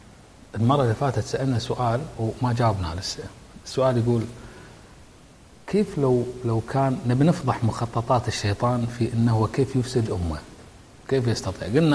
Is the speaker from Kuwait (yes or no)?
yes; Kuwait; عندنا بالكويت وعندك أنت في بلدك وكل مكان